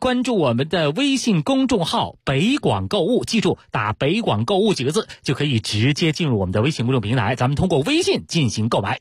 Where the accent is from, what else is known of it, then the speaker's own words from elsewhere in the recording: Beijing, China; 咱们北京人喝茉莉花茶是非常刁的啊，非常讲究的